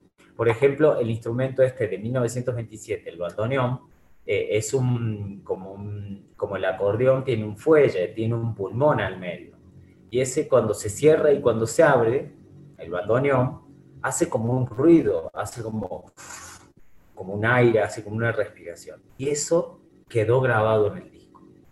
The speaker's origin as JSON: {"language": "Spanish", "region": "Córdoba", "country": "Argentina", "said": "músicos que interpretamos somos argentinos. Y no de Buenos Aires solamente, sino de distintas provincias. Yo soy de Córdoba"}